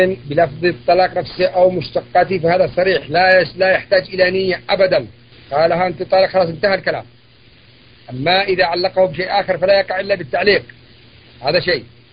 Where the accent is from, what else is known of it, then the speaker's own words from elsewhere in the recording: Yemen; وهي لغة عندنا في اليمن